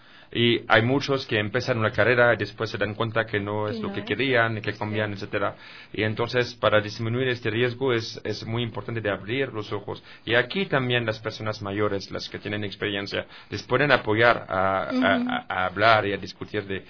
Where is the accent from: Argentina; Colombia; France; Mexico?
France; Spanish is a second language; es el caso en mi país también, en mi país que es Francia también